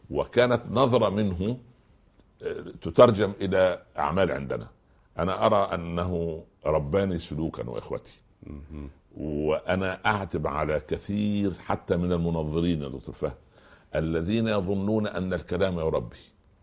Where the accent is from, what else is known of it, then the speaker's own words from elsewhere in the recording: Tala, Minya Governorate, Egypt; تابعة مركز المنيا العاصمة يعني على بعد 4 أو 5 كيلومترات وكنا نذهب إلى المدرسة الثانوية إلى مدينة المنيا بالدراجات فليس هناك طالب من أهل تلة هذه قريتي والتلة هي الشيء المرتفع